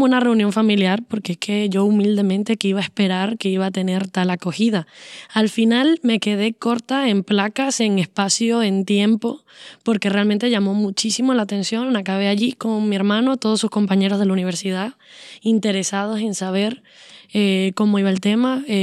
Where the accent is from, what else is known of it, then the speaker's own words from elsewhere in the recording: Venezuela; moved away; mi manera de sobrevivir como venezolana fuera de Venezuela es aislarme absolutamente de la información